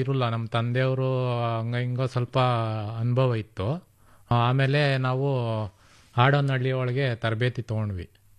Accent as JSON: {"language": "Kannada", "town": "Doddaballapur", "region": "Karnataka", "country": "India", "said": "Sir, ಶ್ರಾವಣೂರಿಂದ ಬಂದಿದೀವಿ ನಾವು. ದೊಡ್ಡಬಳ್ಳಾಪುರ ತಾಲೂಕು, ಬೆಂಗಳೂರು ಗ್ರಾಮಾಂತರ."}